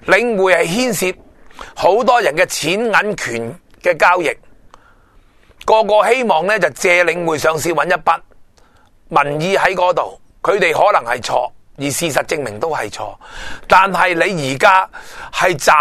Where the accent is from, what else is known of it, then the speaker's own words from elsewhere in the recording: Hong Kong; 我哋香港人一人一票亦都系无关痛痒